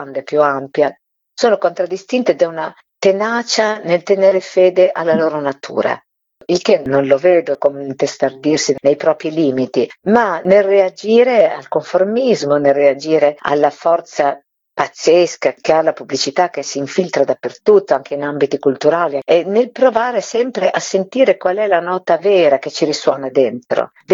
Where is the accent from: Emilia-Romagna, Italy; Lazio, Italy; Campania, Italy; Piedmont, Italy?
Emilia-Romagna, Italy; per me che sono della Bassa Romagna